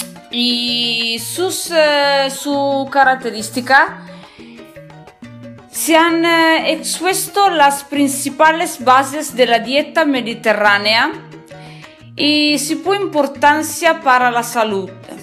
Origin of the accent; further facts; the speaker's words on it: northern Italy, Italy; Spanish is a second language; recuerdo que soy italiana, en el norte de Italia, estudio español solo da sola